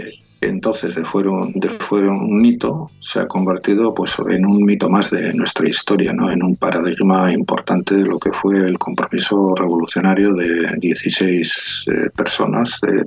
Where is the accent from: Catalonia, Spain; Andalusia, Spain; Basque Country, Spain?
Basque Country, Spain; Estamos en el mismo territorio, somos vascos